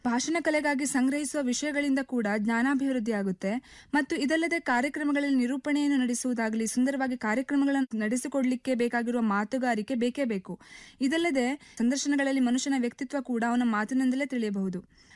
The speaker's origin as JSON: {"language": "Kannada", "town": "Yellapur", "region": "Karnataka", "country": "India", "said": "ನನ್ನ ಊರು ಉತ್ತರ ಕನ್ನಡ ಜಿಲ್ಲೆಯ ಯಲ್ಲಾಪುರ."}